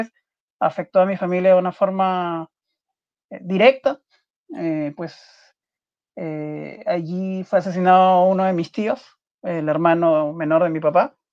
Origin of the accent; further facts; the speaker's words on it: Peru; en mi país, acá en Perú